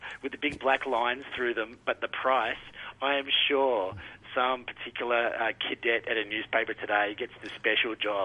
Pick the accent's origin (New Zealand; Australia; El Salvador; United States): Australia; Victoria; I know apparently Australia's winning rugby right now, and I'm from Victoria, so I'm going to pretend to care.